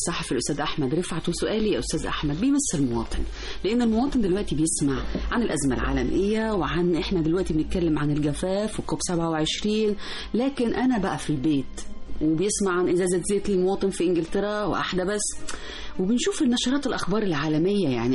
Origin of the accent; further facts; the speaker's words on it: Egypt; وإحنا الحمد لله الخير فينا وخير عندنا في مصر